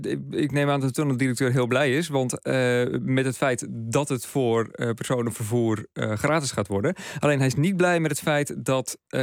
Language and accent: Dutch; Zeeland, Netherlands; En als Zeeuws-Vlaming, want dat ben ik, sta ik te juichen